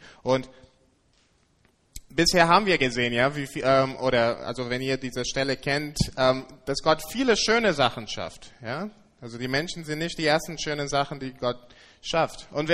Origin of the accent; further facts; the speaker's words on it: England, United Kingdom; now in Germany; Ich komme aus England und in England, bevor ich nach Deutschland umgezogen bin